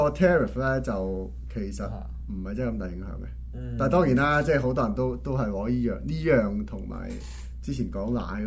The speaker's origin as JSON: {"language": "Cantonese", "country": "Canada", "said": "我作為一個加拿大人然後用加拿大人 的角度出發的"}